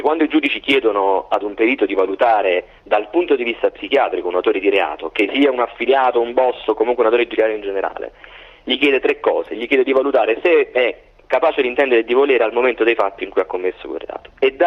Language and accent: Italian; Salerno, Campania, Italy; Io sono salernitano.